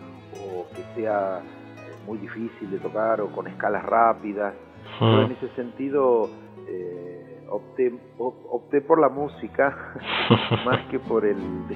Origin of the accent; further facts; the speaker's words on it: Pampas, Argentina; Y a mi tierra, digamos, a mi pampa, ¿no? Al campo